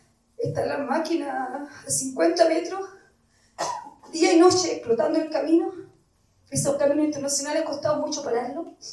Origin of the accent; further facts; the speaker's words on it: Cabildo, Valparaíso, Chile; now in Puerto Montt, Chile; yo de origen de Cabildo, es mi tierra, pero estoy radicada hace muchos años en Puerto Montt.